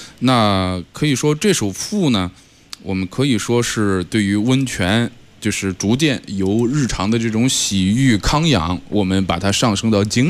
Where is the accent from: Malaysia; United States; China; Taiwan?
China; Shandong; 那我的家乡啊就位于胶东半岛